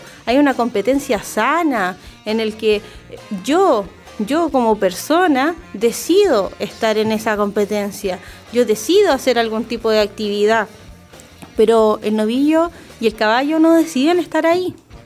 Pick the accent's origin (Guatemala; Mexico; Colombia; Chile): Chile; ¿Es una tradición que nos tiene que hacer sentir orgullosos como chilenos?